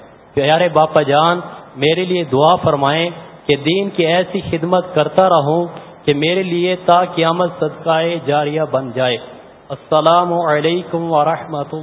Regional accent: Mailsi, Punjab, Pakistan; میرا تعلق میلسی سے ہے.

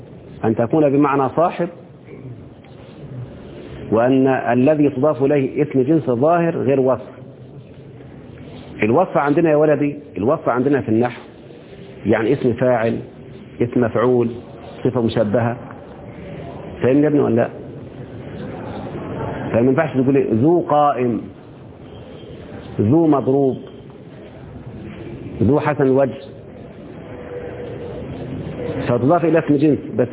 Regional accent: Egypt; احنا كمصريين بنتكلم بلغة القصر الآن

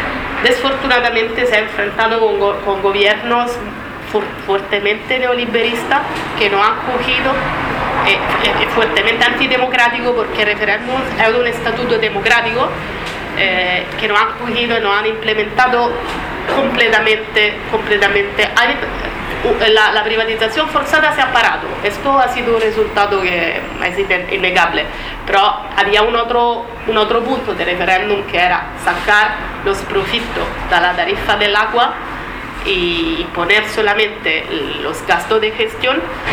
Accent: Italy; soy italiana. Cuando estaba en Italia, formaba parte del movimiento italiano contra la privatización del agua

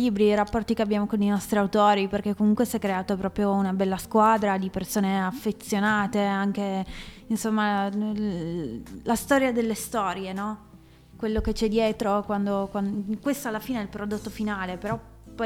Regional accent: Cantalupa, Piedmont, Italy; io sono di Cantalupa, che è un paesino minuscolo di 2000 persone.

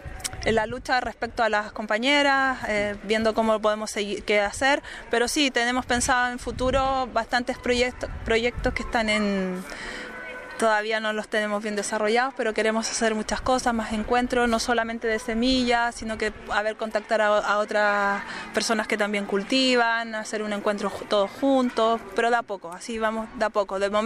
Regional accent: Tanos, Cantabria, Spain; Yo soy de Tanos, pero está en Gornazo.

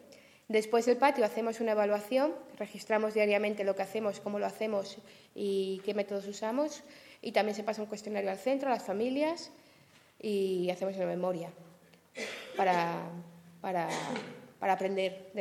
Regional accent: Asturias, Spain; es que vengo de Asturias y allí lo del sol está un poco complicado.

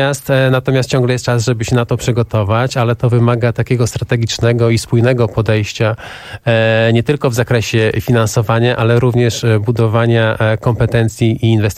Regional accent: Podlaskie Voivodeship, Poland; Ja jestem z Podlasia, ja pochodzę z Podlasia, więc ten temat jest mi szczególnie bliski.

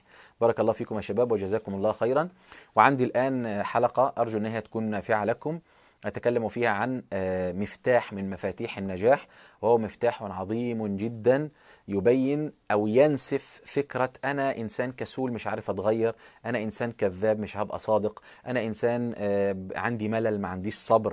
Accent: Egypt; وكان في راجل فلاح عندنا في مصر قام يخطب الجمعة

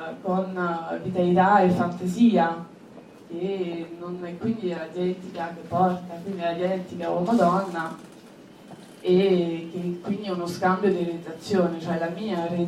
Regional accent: France; Italian is a second language; now in Italy; io in quanto francese che vive qua da vari anni, una quindicina di anni, quindi che ha una doppia cultura

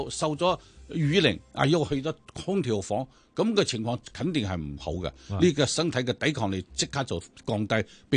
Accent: Hong Kong

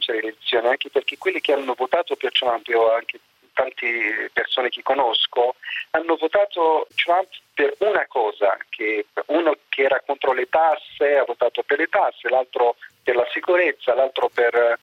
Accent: Algeria; Italian is a second language; Adesso parlo da algerino.

